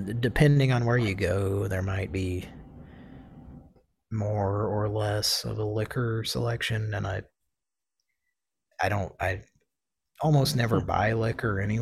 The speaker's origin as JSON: {"language": "English", "region": "Oklahoma", "country": "United States", "tie": "born or raised there", "said": "our longtime listeners know that we grew up in Oklahoma"}